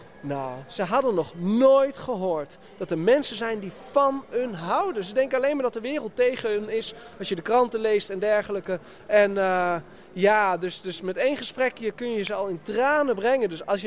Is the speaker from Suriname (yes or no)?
no; Netherlands; En alle gelovigen, die gaan dan met een bord, wij komen uit Nederland, wij komen van dat land.